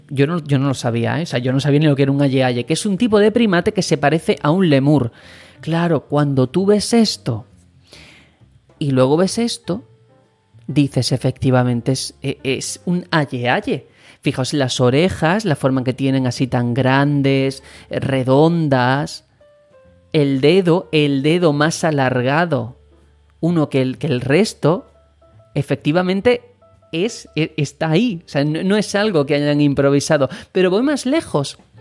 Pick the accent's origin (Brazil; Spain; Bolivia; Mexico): Spain; un juego que técnicamente está ambientado y basado en mi país, en España, resulta que me descubre cosas de mi país, que es España, que yo, como español, no conocía